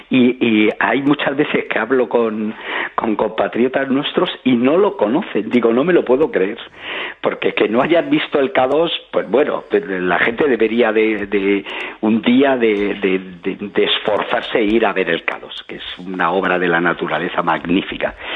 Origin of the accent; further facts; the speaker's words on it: Spain; como ciudadanos, como españoles, que son conscientes de que viven en una tierra privilegiada